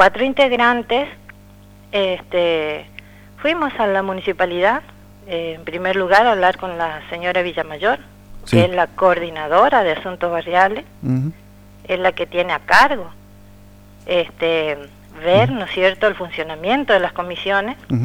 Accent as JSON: {"language": "Spanish", "country": "Argentina", "said": "Y como ciudadana argentina siempre me siento identificada."}